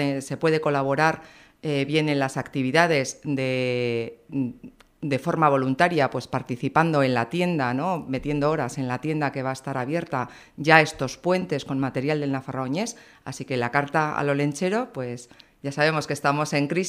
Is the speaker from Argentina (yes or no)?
no; Berriozar, Navarre, Spain; now in Tudela, Spain; soy de Berriozar, mi hija mayor también nació en Berriozar, llevamos 12 años en Tudela